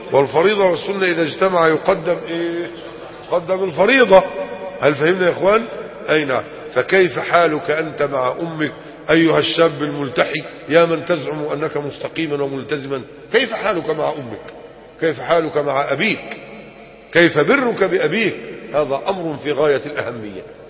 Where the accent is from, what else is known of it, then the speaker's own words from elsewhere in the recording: Egypt; كان عالما من العلماء الكرام الكبار عندنا في مصر، وكنت أتشرف بحضور دروسه وأنا في 14 من عمري، كنت في القاهرة